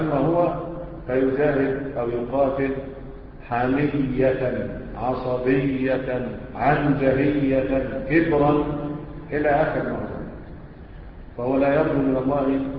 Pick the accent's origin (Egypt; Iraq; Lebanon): Egypt; احنا كمصريين بتعمل ايه؟